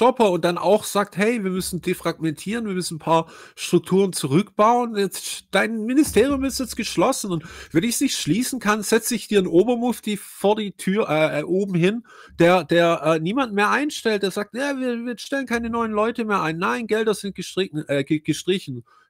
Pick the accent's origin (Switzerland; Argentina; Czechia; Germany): Argentina; Aber tatsächlich sind wir aus Argentinien.